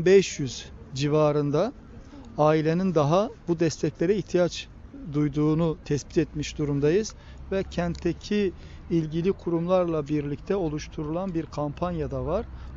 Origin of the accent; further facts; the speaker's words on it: Diyarbakır, Diyarbakır Province, Turkey; Ben de çocukluğum orada geçti. 1974 Diyarbakır'a televizyonun ilk geldiği yıllar. Ben işte 5-6-7 yaşında, 7-8 yaşlarındayım.